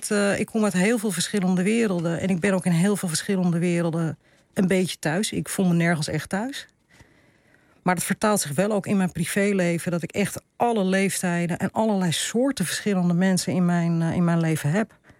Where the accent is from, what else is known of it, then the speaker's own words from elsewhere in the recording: Amsterdam, North Holland, Netherlands; also born or lived in Purmerend; Ik ben opgegroeid voor een deel in Purmerend. En na de scheiding van mijn ouders ben ik opgegroeid in Amsterdam-Oost.